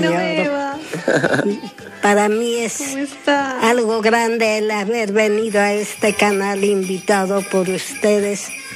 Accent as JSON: {"language": "Spanish", "town": "Ollantaytambo", "region": "Cusco", "country": "Peru", "tie": "born or raised there", "said": "Sí, yo soy de allá, de Ollantaytambo, que yo nací allí."}